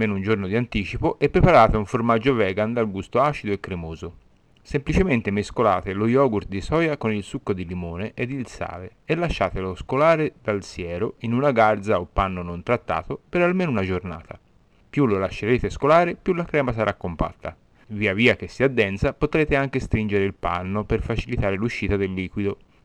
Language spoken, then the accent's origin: Italian; Tuscany, Italy; altrimenti si sente troppo che sono toscano.